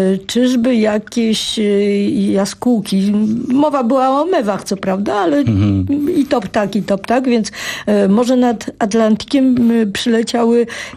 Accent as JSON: {"language": "Polish", "town": "Warsaw", "region": "Masovian Voivodeship", "country": "Poland", "tie": "born or raised there", "said": "Wychowałam się w czasach, kiedy no, Warszawa nie miała zbyt wielu neonów"}